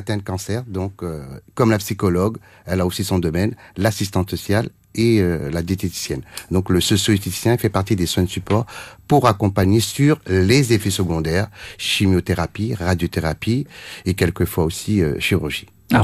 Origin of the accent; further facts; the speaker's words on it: Réunion; moved away; en tant que réunionnais, donc, revenir dans mon île natale au bout de 30 ans